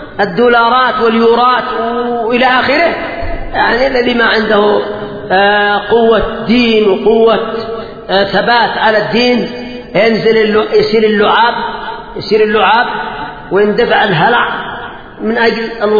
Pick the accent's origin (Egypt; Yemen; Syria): Yemen; لا يزال موجودين عندنا في اليمن